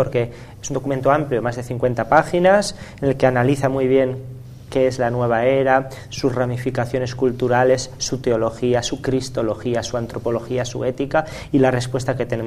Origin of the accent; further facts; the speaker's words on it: Spain; yo como español tengo que citarla